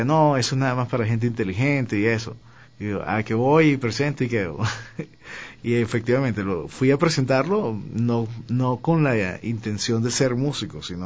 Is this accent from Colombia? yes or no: no; Cumaná, Sucre, Venezuela; mi casa, donde me crié, en Cumaná, es una casa absolutamente musical.